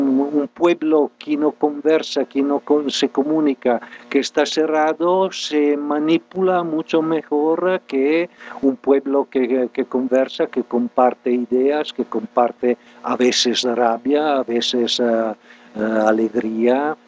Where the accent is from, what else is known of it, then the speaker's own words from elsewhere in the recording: Milan, Lombardy, Italy; Spanish is a second language; moved away as an adult; yo soy de Italia, nadie es perfecto. Mi familia es de Milán, en el norte, una grande ciudad de donde me fui como una vez licenciado en matemática